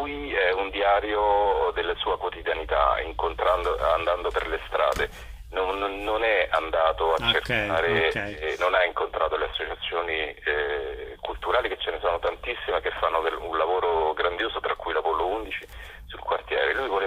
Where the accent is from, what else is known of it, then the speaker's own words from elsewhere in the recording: Rome, Lazio, Italy; Dico da romano